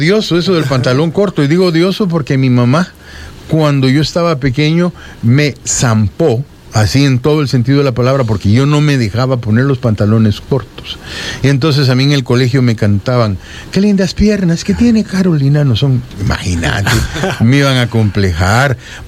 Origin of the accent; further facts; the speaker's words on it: El Salvador; born there; soy salvadoreño, sí, por nacimiento, por decreto